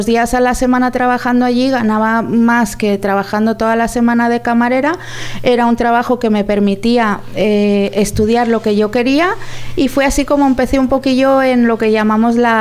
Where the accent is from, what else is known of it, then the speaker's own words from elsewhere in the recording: Valencia, Valencian Community, Spain; also born or lived in Foios; now in London, United Kingdom; yo soy de Valencia, pero también soy de Foios. Mis padres también vienen de Foios y bueno, pues tengo algunas raíces de allí también, de Foios y de Meliana.